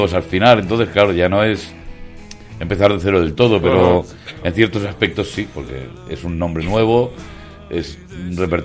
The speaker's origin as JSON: {"language": "Spanish", "region": "Balearic Islands", "country": "Spain", "first_language": "Mallorquín", "second_language": "Spanish", "said": "Exacto, esa es mi lengua materna."}